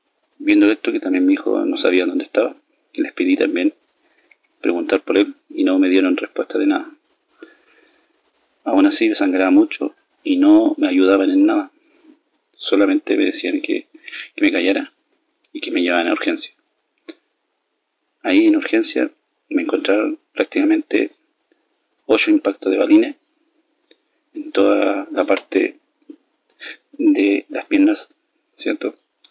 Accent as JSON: {"language": "Spanish", "town": "Temuco", "region": "Araucanía", "country": "Chile", "said": "soy de Temuco, de la nueva región de la Araucanía de Chile. Tengo 37 años"}